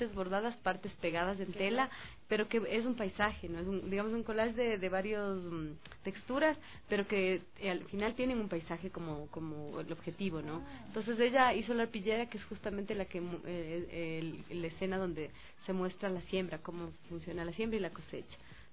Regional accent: Chimborazo, Ecuador; yo vengo de Chimborazo y vengo directamente de una familia que mi papá hablaba quichua, mi abuelita hablaba quichua, que venían de una hacienda de Guamote, que mi mamá era ribambeña, pero mi papá no

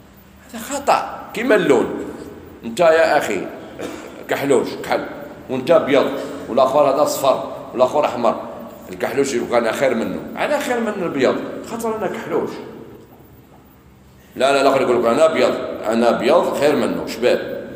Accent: Morocco; ولا هنايا عندنا في المغرب؟

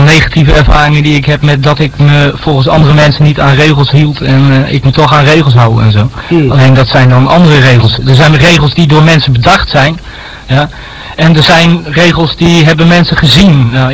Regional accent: Utrecht, Netherlands; Uit Utrecht.

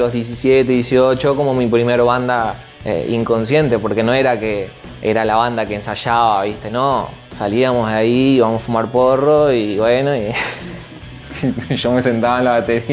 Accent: Maldonado, Uruguay; moved away as an adult; de mis 17, 18 aproximadamente, ahí se instaló ya mi familia. Ahora toda mi familia vive ahí, en Maldonado. Y yo me fui al 20, creo, que o 19, 20, por ahí creo que me fui de Maldonado, me fui a vivir a Buenos Aires. Me fui 2 años a Buenos Aires a vivir.

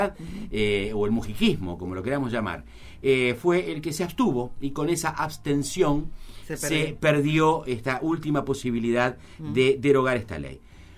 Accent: Uruguay; Pudimos, digo, como uruguayo

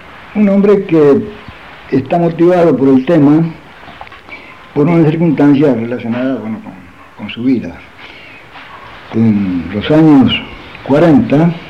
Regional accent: Mercedes, Buenos Aires Province, Argentina; Esos incidentes ocurrieron en Mercedes, yo soy de Mercedes.

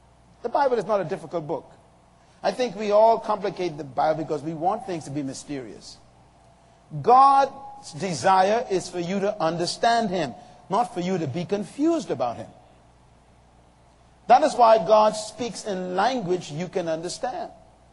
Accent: Bahamas; I happen to have been privileged to have been born under a kingdom. In 1954, I was born here in the Bahamas.

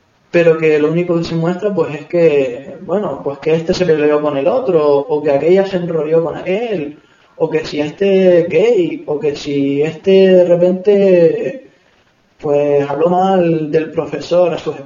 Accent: Canary Islands, Spain; para mí personalmente estaba en mi tierra, en mi tierra de origen, y la encontraba muy interesante porque es lo que falta en Canarias

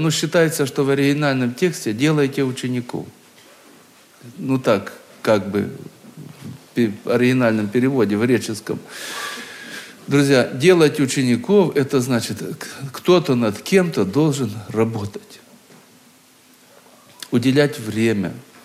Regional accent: Krasnodar Krai, Russia; Мое детство прошло на Кубани, в одной станице, в старом-старом доме.

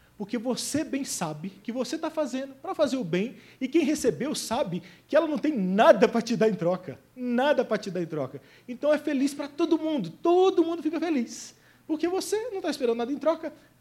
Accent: Goiás, Brazil; Eu sou do Goiás. No Goiás, se você manda um pudim numa vasilha, ele volta com arroz doce na mesma vasilha.

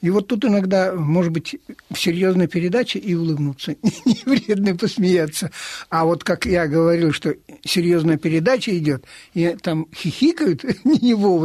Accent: Tikhvin, Leningrad Oblast, Russia; Я приехал из города Тихвина. Это древний город.

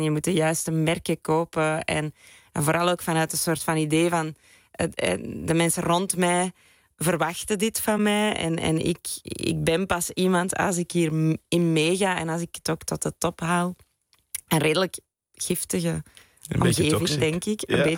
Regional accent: Belgium; Ik ben Belg.

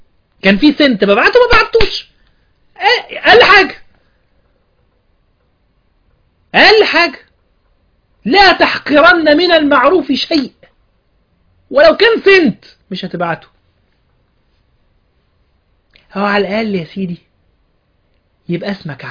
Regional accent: Egypt; ان انا مصري، الحمد لله ان انا عايش في بلد دي

